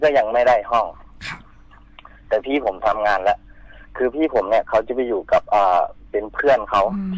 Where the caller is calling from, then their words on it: Surin, Thailand; อยู่ที่สุรินทร์นะครับเพิ่งมาถึงตอน2ทุ่มนะครับ